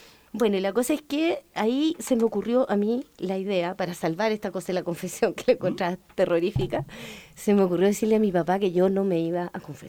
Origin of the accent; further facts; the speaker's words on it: Las Condes, Santiago Metropolitan Region, Chile; Yo me crié en Las Condes. Estudié en el Colegio San Gabriel hasta octavo básico.